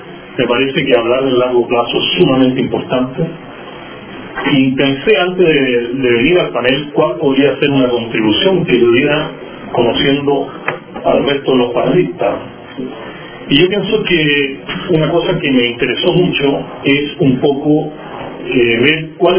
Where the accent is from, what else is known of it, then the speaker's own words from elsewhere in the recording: Chile; Entonces yo me pregunto como chileno